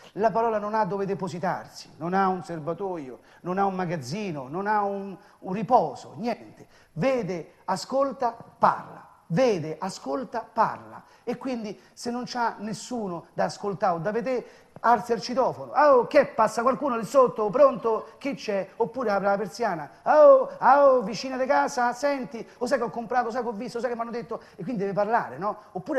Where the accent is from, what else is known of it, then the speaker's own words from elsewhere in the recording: Rome, Lazio, Italy; io sono romano di 7 generazioni